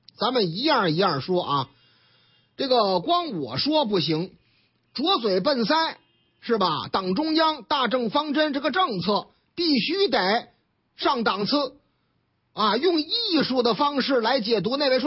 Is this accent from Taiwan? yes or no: no; Tianjin, China; 我们老家天津卫的事儿嘛